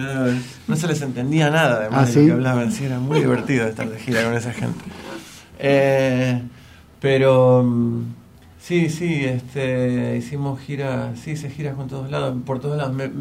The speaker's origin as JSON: {"language": "Spanish", "town": "Berkeley", "region": "California", "country": "United States", "tie": "born or raised there", "said": "en realidad yo crecí en Berkeley, pero que está ahí al lado"}